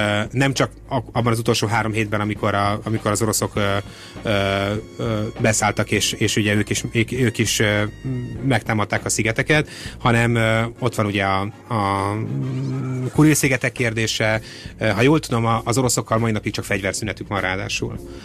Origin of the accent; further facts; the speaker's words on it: Hungary; nyilván magyarként sem szeretnék ebben belemenni, hogy mit gondolnak a magyarok a szlovákokról